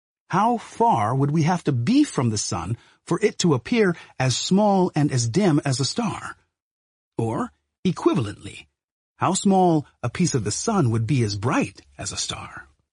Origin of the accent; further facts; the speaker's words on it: Brooklyn, New York, United States; humans answered the question that had so excited me as a boy growing up in Brooklyn.